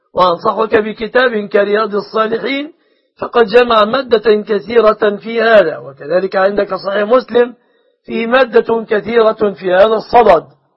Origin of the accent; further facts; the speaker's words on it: Egypt; بلادنا مصر